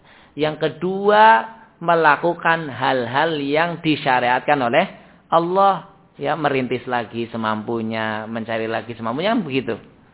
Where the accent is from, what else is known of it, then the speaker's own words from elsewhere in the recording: Java, Indonesia; kalau orang kita, orang Jawa kayak gini, ya belum tentu tergambar